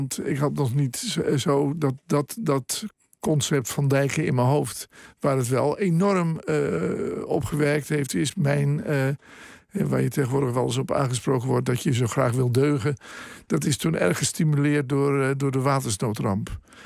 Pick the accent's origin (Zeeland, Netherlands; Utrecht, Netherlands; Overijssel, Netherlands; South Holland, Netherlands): Zeeland, Netherlands; Ik heb een groot deel van mijn jeugd in Zeeland doorgebracht.